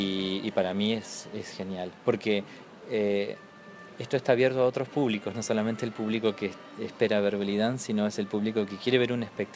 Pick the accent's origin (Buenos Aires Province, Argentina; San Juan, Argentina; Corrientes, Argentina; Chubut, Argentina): Chubut, Argentina; Comodoro Rivadavia; mi hermana bailaba en la colectividad, en la comunidad árabe de mi ciudad natal, que es Comodoro Rivadavia